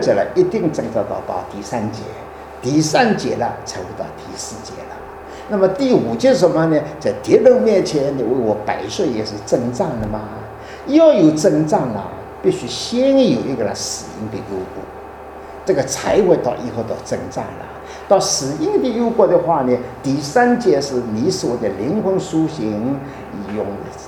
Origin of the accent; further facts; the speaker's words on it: Shanghai, China; accent: Shanghai; 我的国语不太准确，我也得上海口音的